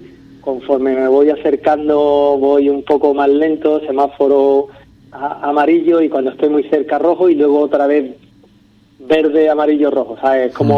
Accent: Ubrique, Andalusia, Spain; cuántas cosas tiene Ubrique que yo no sabía, ¿sabes? Y eso que yo me considero un conocedor de mi pueblo

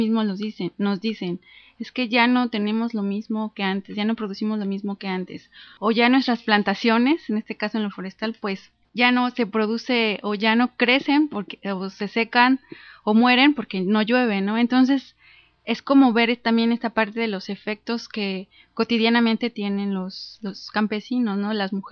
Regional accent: Mexico City, Mexico; Nosotros somos originarios del Distrito Federal.

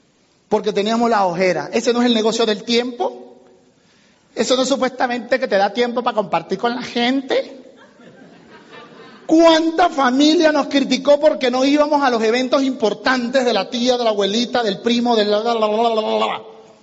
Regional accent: Venezuela; now in United States; Ah, sí, yo soy venezolano, somos vecinos.

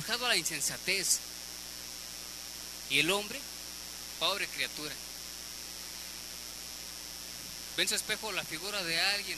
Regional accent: Puebla, Mexico; yo soy del estado de Puebla y pues vengo aquí al DF a pasar un rato con mi familia

